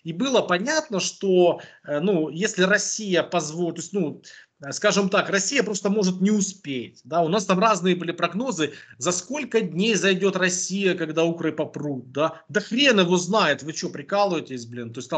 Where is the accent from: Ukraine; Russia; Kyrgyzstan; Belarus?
Ukraine; Donetsk Oblast; я индеец из ДНР, хоть при должности